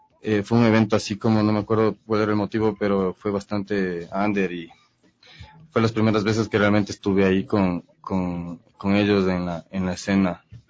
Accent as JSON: {"language": "Spanish", "town": "Valle de los Chillos", "region": "Pichincha", "country": "Ecuador", "tie": "born or raised there", "said": "En el valle, yo crecí en el Valle de los Chillos."}